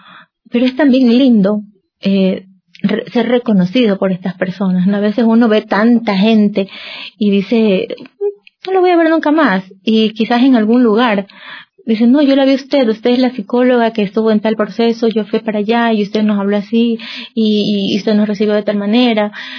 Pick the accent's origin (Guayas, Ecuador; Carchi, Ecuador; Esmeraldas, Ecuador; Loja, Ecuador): Guayas, Ecuador; Guayaquil; Yo vivo en Guayaquil, yo soy de Guayaquil